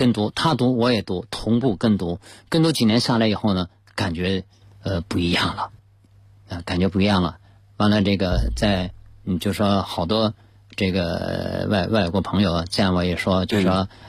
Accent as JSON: {"language": "Chinese", "country": "China", "said": "我说 I'm Chinese， 我说我是中国人"}